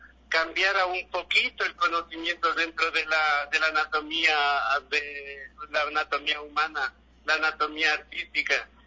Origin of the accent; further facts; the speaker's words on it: Otavalo, Imbabura, Ecuador; Yo soy ecuatoriano, yo soy otavaleño, entonces tengo que pintar nuestras costumbres, nuestras cosas que están cerca.